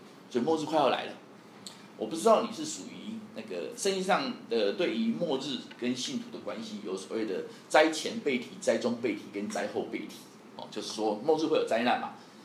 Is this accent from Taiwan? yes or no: yes; Taiwan; 我们台湾人听得懂什么叫选举语言的，老外听不懂